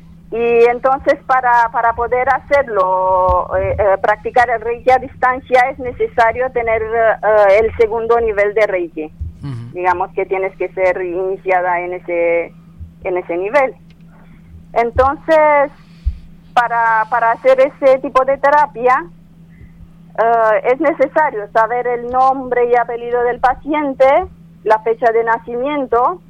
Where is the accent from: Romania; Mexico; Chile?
Romania; Spanish is a second language; Soy de Rumanía.